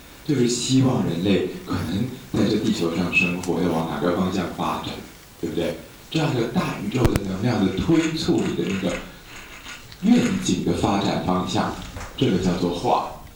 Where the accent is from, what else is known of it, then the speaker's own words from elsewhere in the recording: Taiwan; 我们台湾人鬼魂叫阿飘，你们叫什么？